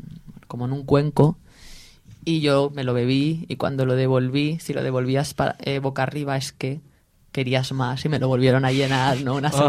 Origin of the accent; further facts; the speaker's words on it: Alicante, Valencian Community, Spain; Yo los conozco de toda la vida porque yo soy de Alicante de toda la vida.